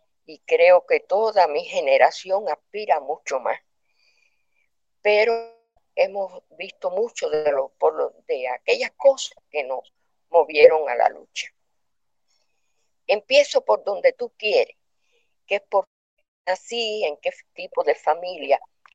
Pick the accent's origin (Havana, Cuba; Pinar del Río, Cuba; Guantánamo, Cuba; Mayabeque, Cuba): Pinar del Río, Cuba; San Juan y Martínez; born there; en una zona rural, pero era una zona que es la de San Juan y Martínez, que es la zona de mejor tabaco del mundo. Así se le dice a esa zona donde yo nací.